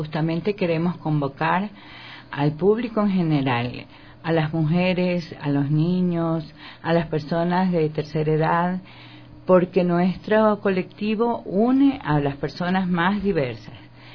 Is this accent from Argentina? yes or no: no; Manabí, Ecuador; now in Quito, Ecuador; yo soy una ecuatoriana, realmente soy manabita permanentemente, pero Quito es la ciudad que me ha dado todas las oportunidades, donde nacieron mis hijos